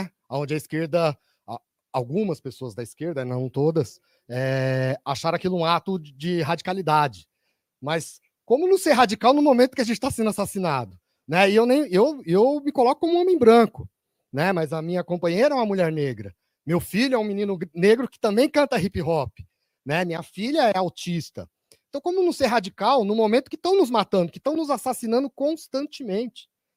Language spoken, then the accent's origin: Portuguese; Peruíbe, São Paulo, Brazil; sou lá da Baixada Santista, mais especificamente de Peruíbe, né? Litoral Sul.